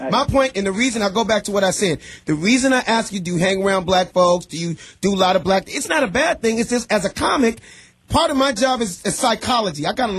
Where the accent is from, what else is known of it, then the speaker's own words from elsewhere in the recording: Los Angeles, California, United States; I was the only black kid in an all-white private school, Beverly Hills, but grew up and born and raised in South Central L.A.